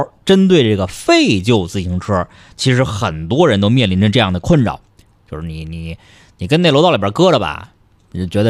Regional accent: Beijing, China; 我从小学一直到研究生毕业一直在北京上的，就特别哪儿也没去成。

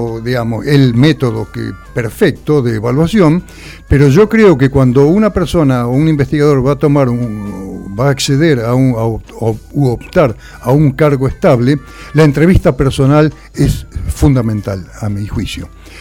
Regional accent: Zárate, Buenos Aires Province, Argentina; Yo soy de Zárate.

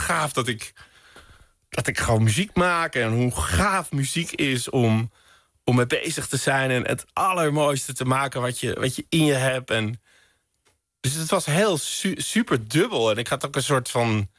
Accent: Amsterdam, North Holland, Netherlands; Ik kom uit Amsterdam bij het Veldert.

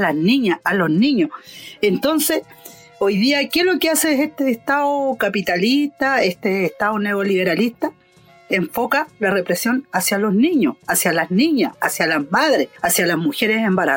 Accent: Purén, Araucanía, Chile; yo vengo de Purén, territorio nauche, de la identidad mapuche.

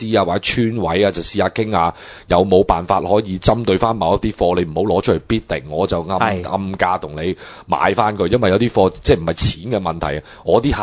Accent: Hong Kong; 我哋香港人

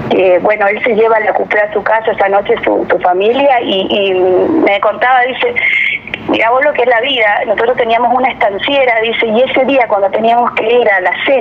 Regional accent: Argentina; estoy orgullosa, siempre lo voy a decir, de ser argentina, de vivir en mi país

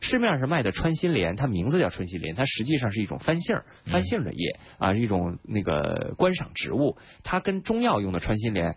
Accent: Beijing, China; 这三种里边呢，咱们北京人比较熟悉的其实是马齿苋。

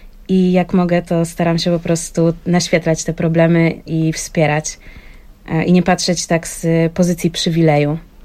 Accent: Wrocław, Lower Silesian Voivodeship, Poland; to nie była druga strona Polski, bo jestem z Wrocławia, więc woziła mnie do Katowic

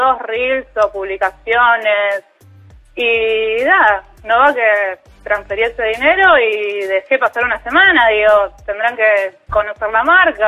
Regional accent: Rosario, Santa Fe, Argentina; que yo soy de Rosario

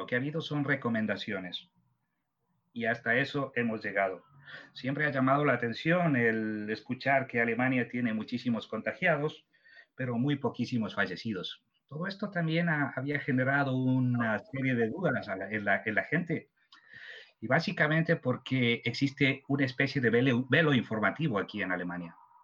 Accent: Ecuador; te comento que yo soy ecuatoriano y como algunos o muchos de vosotros sabréis, el Ecuador tiene unas regiones naturales que están bastante bien definidas

